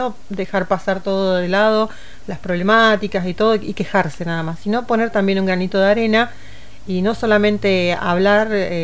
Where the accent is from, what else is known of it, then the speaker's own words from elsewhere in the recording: Río Gallegos, Santa Cruz, Argentina; born there; now in El Calafate, Argentina; Yo nací en Río Gallegos, pero bueno, por unas cuestiones de la vida siempre me tocó vivir en otros lugares, otros países, otras provincias. Y elegí Calafate como mi lugar en el mundo